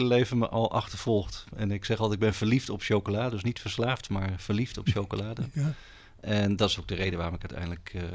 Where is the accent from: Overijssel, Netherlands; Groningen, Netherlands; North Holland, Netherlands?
North Holland, Netherlands; Amsterdam; now in Delft, Netherlands; Ik ben er opgegroeid in Amsterdam en uiteindelijk in de hotellerie terechtgekomen.